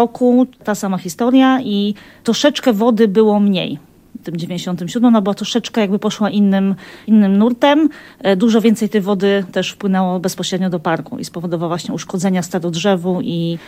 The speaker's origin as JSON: {"language": "Polish", "town": "Wrocław", "region": "Lower Silesian Voivodeship", "country": "Poland", "tie": "born there", "said": "Ja się urodziłam we Wrocławiu, ale tutaj do Kotliny Kłodzkiej przyjeżdżałam, bo mamy niedaleko ziemię, gdzie spędzaliśmy zawsze wakacje. I do Gorzanowa trafiłam dokładnie w 97 roku, w czasie powodzi."}